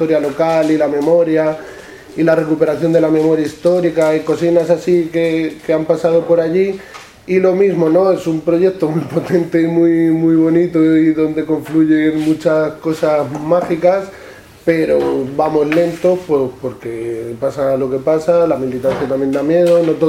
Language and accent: Spanish; Villafranca de los Caballeros, Castilla-La Mancha, Spain; Vengo de La Mancha, vengo de un pueblo chiquitito al sur de Toledo que se llama Villafranca de los Caballeros.